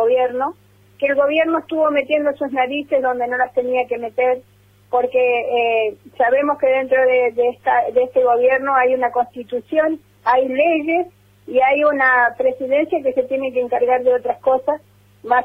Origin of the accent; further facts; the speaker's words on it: Bariloche, Río Negro, Argentina; soy la mamá de … soy de acá de Bariloche.